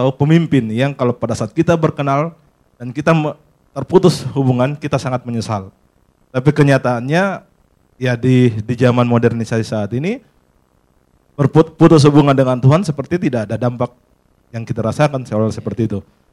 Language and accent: Indonesian; Makassar, South Sulawesi, Indonesia; Saya dari Makassar, Pak.